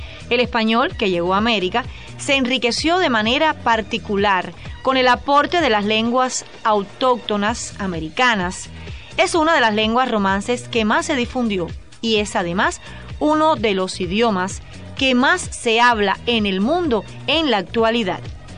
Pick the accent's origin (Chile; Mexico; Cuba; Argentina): Cuba; uno de los rasgos que nos define como cubanos es precisamente este, que nos comunicamos mediante el idioma español, nuestra lengua nacional